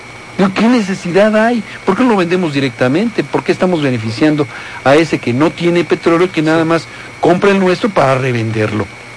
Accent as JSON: {"language": "Spanish", "country": "Mexico", "said": "evaluar hasta dónde queremos llegar como mexicanos"}